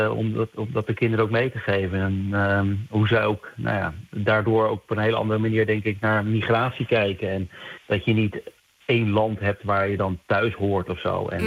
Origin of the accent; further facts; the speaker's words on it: Netherlands; Ik kom zelf uit Nederland, kom ik uit een heel klein dorpje. En ik had tot ik echt ging studeren bij zo'n spreken, was ik in een, wat dat er gaat, een heel beschermde, toch een blanke omgeving.